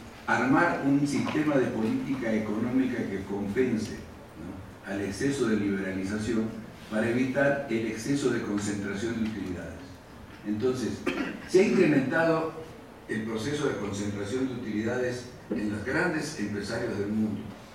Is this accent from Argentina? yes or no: yes; Argentina; o somos los argentinos.